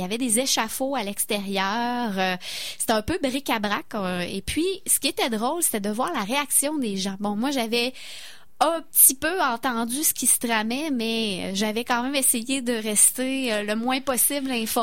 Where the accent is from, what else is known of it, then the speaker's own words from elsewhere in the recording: Quebec, Canada; En tant que Québécois, ben on s'y reconnaissait. C'était comme si on était transporté chez nous.